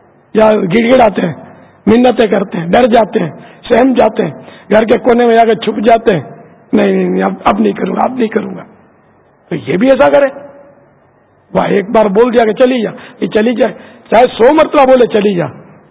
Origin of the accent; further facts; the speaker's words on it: Pakistan; born there; میں اس وطن میں پیدا ہوا ہوں پاکستان میں